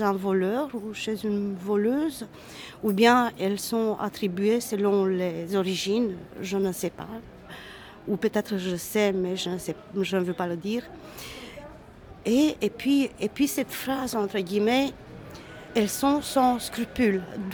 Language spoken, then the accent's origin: French; Romania; now in Belgium; que ce soit dans la société roumaine où je suis née, j'ai grandi, ou ici en Belgique